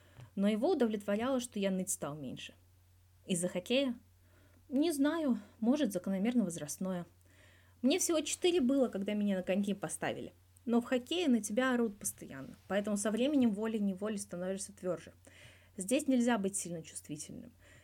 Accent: Moscow, Russia; Расскажи про свое детство. Я вырос в Москве.

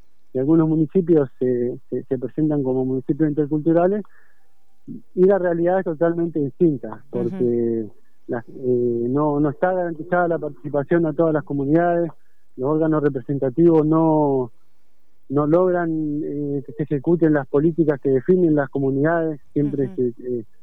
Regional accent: Río Gallegos, Santa Cruz, Argentina; born there

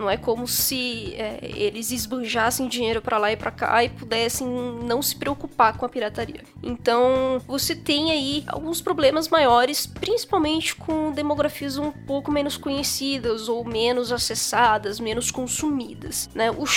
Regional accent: Brazil; nós que somos brasileiros, acabamos sofrendo um pouco mais, porque, né, ninguém liga muito pra América Latina.

